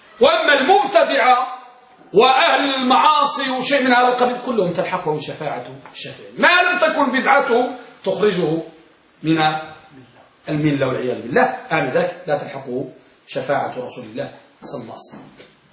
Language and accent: Arabic; Morocco; الملقب عندنا بالمغرب